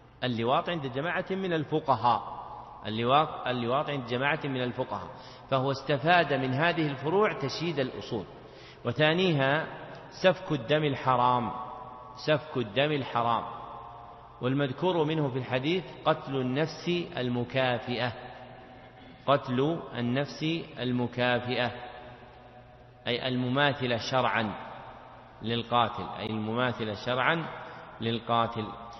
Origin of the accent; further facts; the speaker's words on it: Riyadh Province, Saudi Arabia; يعني مثل ما يقول العوام عندنا في نجد